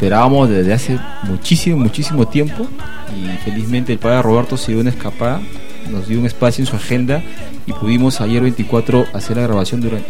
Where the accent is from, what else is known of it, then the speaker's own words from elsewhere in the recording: Huaripampa, Peru; En mi pueblo, en Huaripampa, es buñuelos. Los buñuelos. La parte de la sierra del Perú, ¿no?